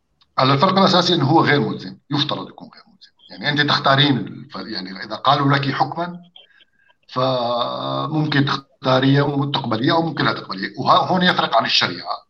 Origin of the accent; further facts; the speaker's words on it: Syria; لانه مثلا انا بحكي كسوري مثلا، نحن ما عندنا هالتدخل الشديد للفقه